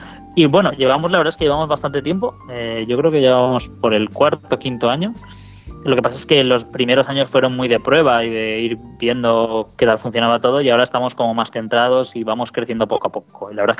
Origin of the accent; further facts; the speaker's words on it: Spain; sobre todo nosotros que somos españoles